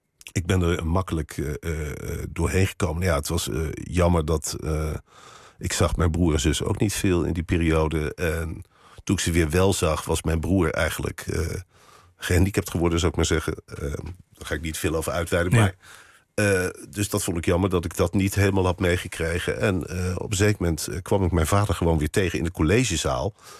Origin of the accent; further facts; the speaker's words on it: Arnhem, Gelderland, Netherlands; ik ben ook Arnhemmer, zo voel ik me. Ja. En ik zat in Arnhem op school. En we hadden vroeger tegenover het Vitesse stadion gewoond, mijn ouders.